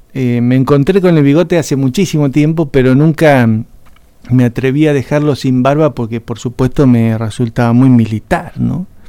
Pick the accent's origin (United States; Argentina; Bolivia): Argentina; Santa Rosa, La Pampa; Yo soy nacido en Villa del Busto.